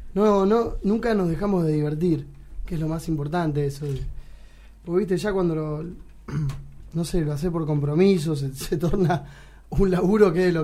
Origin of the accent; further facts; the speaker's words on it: Zárate, Buenos Aires Province, Argentina; now in Buenos Aires, Argentina; Nosotros somos de Zárate, ¿no? Nos vinimos acá a Buenos Aires a estudiar. Estuvimos un par de años.